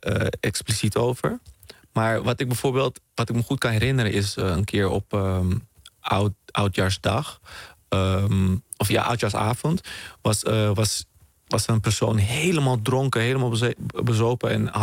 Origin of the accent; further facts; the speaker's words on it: Netherlands; born there; Ik ben hier geboren in Nederland, maar ik was toen in Suriname bij mijn oma. Dus, want mijn moeder was hier aan het studeren. Vervolgens werd mijn opa ziek. Die werkte ook in Nederland. En is mijn oma met mij naar Nederland gekomen.